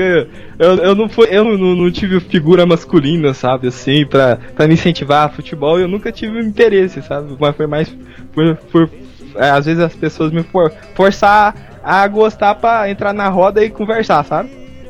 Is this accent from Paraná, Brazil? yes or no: no; Goiás, Brazil; accent: caipira; Isso, eu sou de Goiás, mas o sotaque é parecido, né?